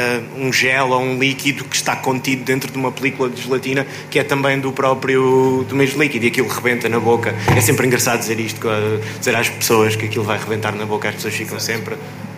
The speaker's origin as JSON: {"language": "Portuguese", "region": "Viseu", "country": "Portugal", "said": "Eu sou de Viseu, claramente é uma situação semelhante"}